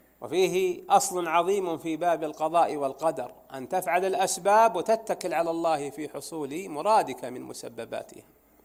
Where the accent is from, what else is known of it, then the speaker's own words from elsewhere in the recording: Najd, Saudi Arabia; عندنا في نجد في المرزم، فإذا ظهر المرزم فملى المحزم، ولا لا يا أخواني؟